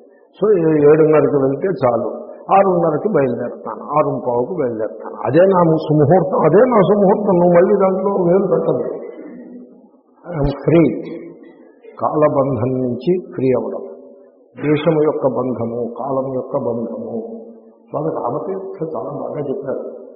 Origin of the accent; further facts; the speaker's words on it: Rajahmundry, Andhra Pradesh, India; మా చిన్నప్పుడు రైలు, రాజమండ్రిలో రైలు, రైలు అప్పుడు మొదటిసారి చూసాం